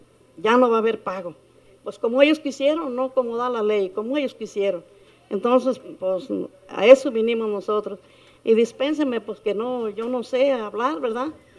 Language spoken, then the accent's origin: Spanish; Jalisco, Mexico; Venimos del rancho de Tapesco, municipio de Tequila